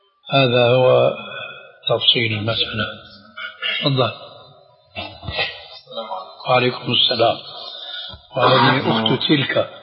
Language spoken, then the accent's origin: Arabic; Syria; وكما يقولون عندنا في الشام كل مين على دينه الله يعينه